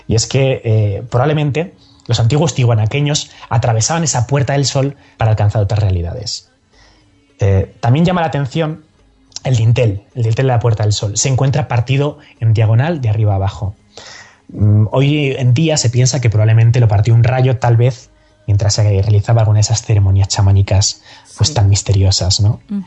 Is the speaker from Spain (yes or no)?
yes; Spain; mire, yo soy un chico español